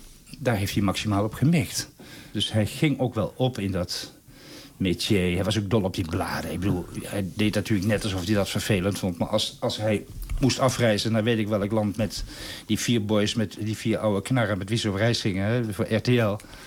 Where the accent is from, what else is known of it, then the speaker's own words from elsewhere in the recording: Nijmegen, Gelderland, Netherlands; In Nijmegen, waar ik vandaan kom